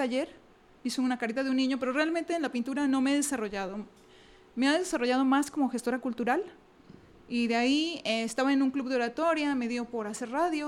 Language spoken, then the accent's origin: Spanish; Hidalgo, Mexico; now in Guadalajara, Mexico; De la Huasteca de Hidalgo. Sí, sí. Pues yo tengo muchos años en Guadalajara.